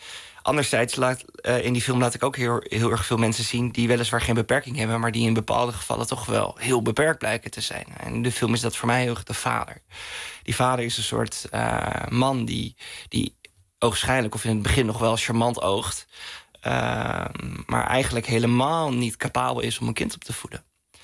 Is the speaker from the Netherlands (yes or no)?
yes; Veendam, Groningen, Netherlands; En ja, in Veendam, waar ik opgroeide, ja, er was toch weinig ruimte om een beetje buiten de pas te lopen.